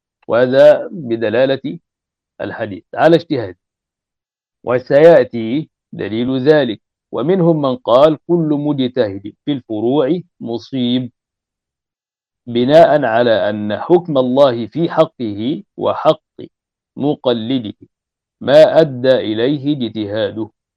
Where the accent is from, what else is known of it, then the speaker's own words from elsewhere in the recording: Egypt; يعني هذا مثل عندنا في مصر شائع